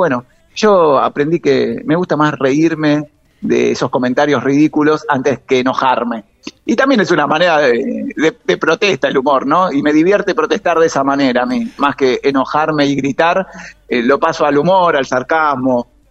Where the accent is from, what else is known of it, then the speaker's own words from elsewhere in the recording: Banfield, Buenos Aires Province, Argentina; Sí, yo nací a media cuadra de la cancha de Banfield y sigo viviendo en el barrio. Así que 43 años en Banfield.